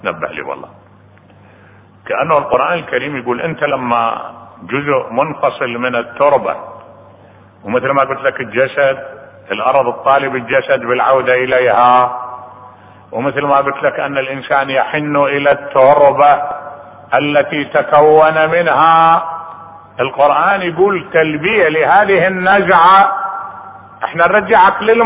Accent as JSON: {"language": "Arabic", "country": "Iraq", "said": "واحد انقتل ببا خمرة عندنا بالعراق"}